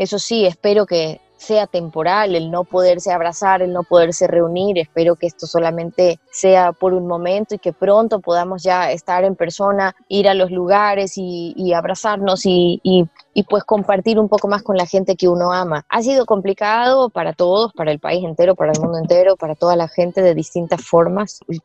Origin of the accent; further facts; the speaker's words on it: Ecuador; nosotros como latinos, o nosotros en Ecuador, no estamos muy acostumbrados a pagar por internet